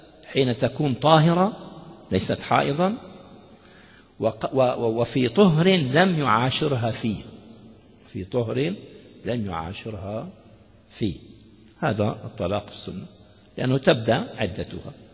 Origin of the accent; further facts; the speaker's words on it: Damascus, Damascus Governorate, Syria; المفتي عندنا في دمشق الشام متمسك